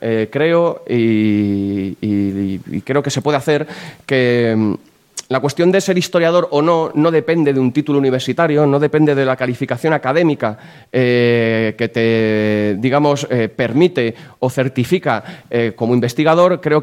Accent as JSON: {"language": "Spanish", "town": "Aranjuez", "region": "Community of Madrid", "country": "Spain", "said": "Yo, pues bueno, soy de Aranjuez"}